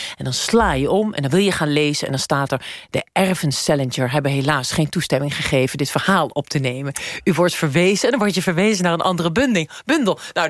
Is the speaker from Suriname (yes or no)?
no; United States; Ik ben half Guatemaals, ik ben half dit, ik ben half dat. Ik ben opgegroeid in Amerika.